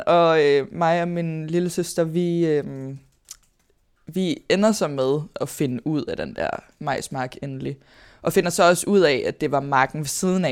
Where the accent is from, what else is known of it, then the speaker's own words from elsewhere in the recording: Greve, Zealand, Denmark; jeg er vokset op i Greve og Hundi